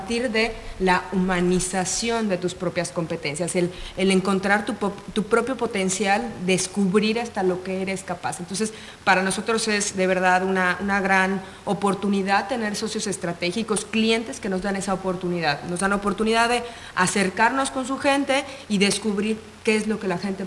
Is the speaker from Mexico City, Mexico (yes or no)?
yes; Mexico City, Mexico; soy de la Ciudad de México y estudié en la Universidad Iberoamericana de Ciudad de México.